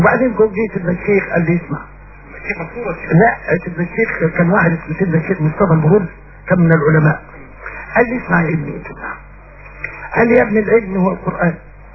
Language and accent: Arabic; Tanta, Gharbia, Egypt; يعني انا طلعت من طنطا واكبر اجره خدتها في طنطا جنيه